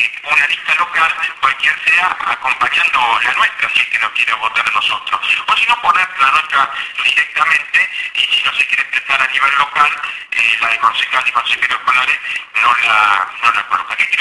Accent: Buenos Aires Province, Argentina; los recursos que nos corresponden como bonaerense.

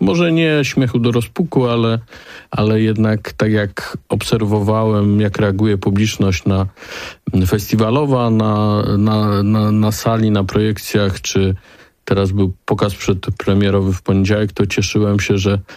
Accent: Łódź, Łódź Voivodeship, Poland; now in Warsaw, Poland; Ja jestem zresztą łodzianinem, chociaż od wielu lat mieszkam już w Warszawie pod Warszawą, ale ta centrum Łodzi to jest jakby, to są miejsce mojego dzieciństwa, mojego wzrastania.

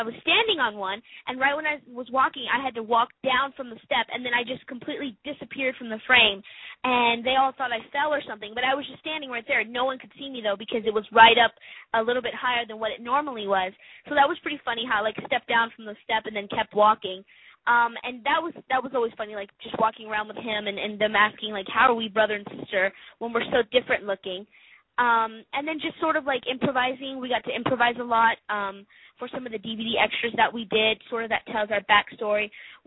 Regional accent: Bryan, Texas, United States; now in Los Angeles, United States; I'm originally from Bryan, Texas, and I was taking a huge risk moving out here to LA. I mean, I had never been out to LA before.

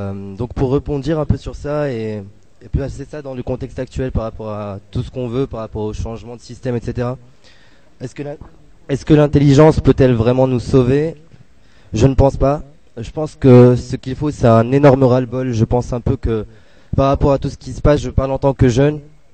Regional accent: Morocco; moved away as an adult; now in Paris, France; Moi, je viens du Maroc à la base. Je suis juste là pour faire mes études. C'est ma quatrième année ici à Paris.

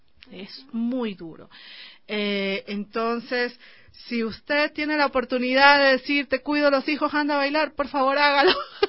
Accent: Guayaquil, Guayas, Ecuador; accent: coastal; Es que soy de Guayaquil, hablo bastante. No, entonces, lo costeño.

